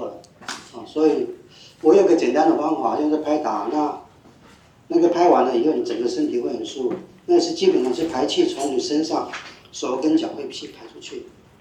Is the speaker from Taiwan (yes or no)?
yes; Taiwan; 我们台湾话就讲你去收金啊